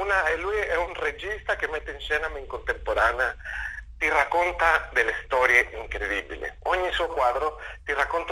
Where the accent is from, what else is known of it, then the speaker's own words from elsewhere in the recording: Mexico; Italian is a second language; stavo chiudendo il film in Argentina, io sono messicano, però vabbè, stavo in Argentina girando questo film